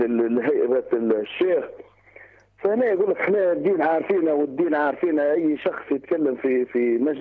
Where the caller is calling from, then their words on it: Tripoli, Tripoli District, Libya; من طرابلس.